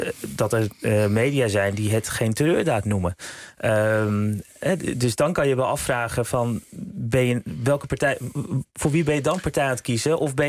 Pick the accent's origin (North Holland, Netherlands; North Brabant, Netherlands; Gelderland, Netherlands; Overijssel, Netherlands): North Holland, Netherlands; Amsterdam; Ik ben opgegroeid in Amsterdam Nieuw-West.